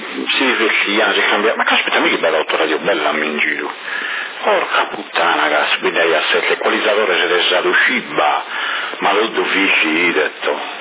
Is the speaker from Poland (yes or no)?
no; China; Italian is a second language; Sono cinese